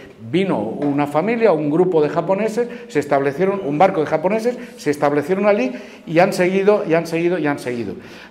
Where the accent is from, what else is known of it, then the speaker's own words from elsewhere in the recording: Tarragona, Catalonia, Spain; Yo mismo soy catalán, yo procedo de Tarragona, yo hablo catalán, hablo francés también, hablo italiano también